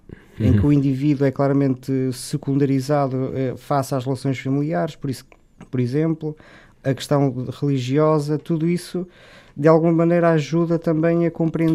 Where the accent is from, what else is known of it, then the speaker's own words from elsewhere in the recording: Porto, Portugal; born there; eu sou natural bom, nasci no Porto, mas a minha família é de Guimarães, portanto posso dizer que também sou de Guimarães